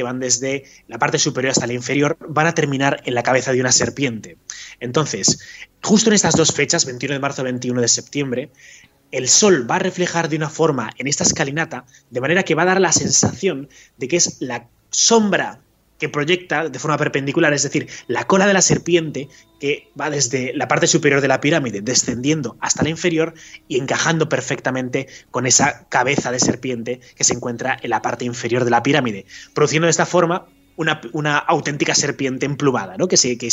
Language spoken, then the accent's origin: Spanish; Zaragoza, Aragon, Spain; que yo soy de Zaragoza y eso